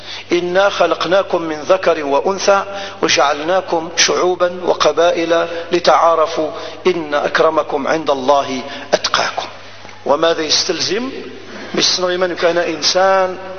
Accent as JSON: {"language": "Arabic", "country": "Algeria", "said": "أنا جزائري، أنا جزائري"}